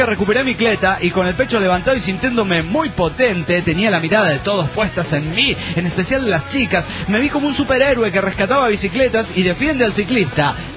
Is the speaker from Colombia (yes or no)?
no; Coahuila, Mexico; No, porque yo vengo de Coahuila y ahí está muy chido todo